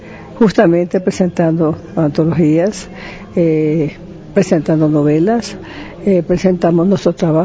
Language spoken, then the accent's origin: Spanish; Ecuador; no solamente como escritora, sino como ecuatoriana.